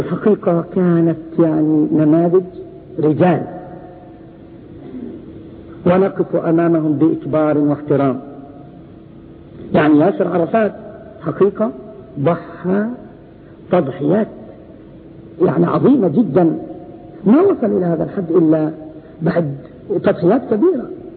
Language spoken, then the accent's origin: Arabic; Palestine; قريتنا قرية ذهب لها 38 ألف درهم في تصحيح الحدود. قرية واحدة من مرج بن عامر ضاعت فلسطين